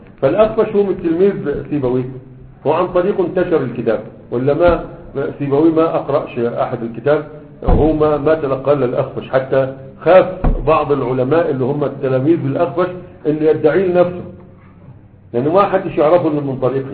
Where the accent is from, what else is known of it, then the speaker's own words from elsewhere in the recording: Sanaa, Yemen; ها عندنا في صنعاء ما كانش ما كانش أصبع الأكبر